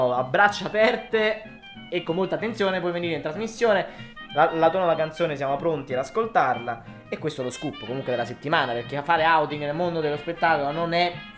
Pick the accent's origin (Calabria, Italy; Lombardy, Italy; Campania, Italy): Campania, Italy; Naples; Cioè io sono napoletano, rispondo serio.